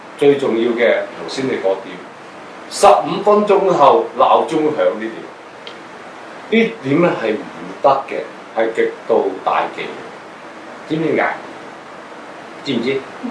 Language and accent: Cantonese; China; 有可能所謂我哋中國人所講魂魄都唔齊啊。